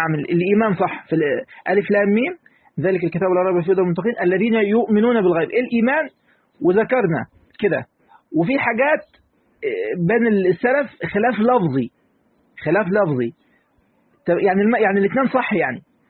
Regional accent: Egypt; نعم احنا مصريين بس أم القرى مكة

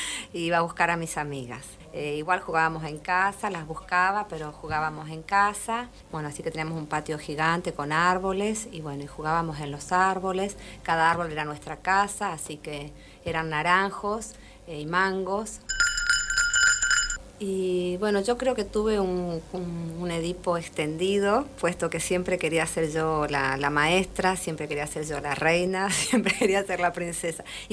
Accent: Posadas, Misiones, Argentina; Mi infancia fue en Posadas Misiones. De las cosas lindas que me acuerdo, por ejemplo, cuando jugaba mucho. En la provincia se estila dormir la siesta. Mi mamá me obligaba a dormir la siesta.

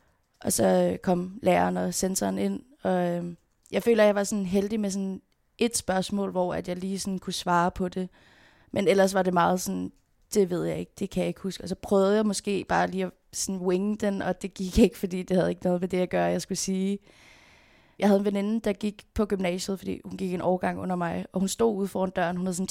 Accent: Frederiksberg, Capital Region, Denmark; born there; Jeg blev født på Frederiksberg Hospital. Mine forældre boede i en lille lejlighed på Vesterbro

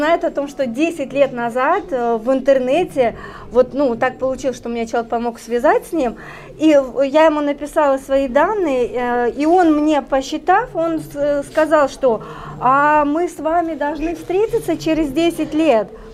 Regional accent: Kyrgyzstan; born there; я родилась в Киргизии

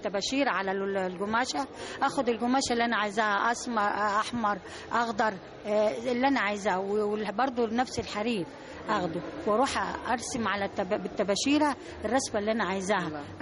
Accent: Akhmim, Sohag Governorate, Egypt; جمعية بالنسبة لنا تعتبر مكان للشغل ومكان للترفيه، لأن إحنا عندنا في الصعيد ما فيش لا كازينو ولا نادي ولا أي حاجة

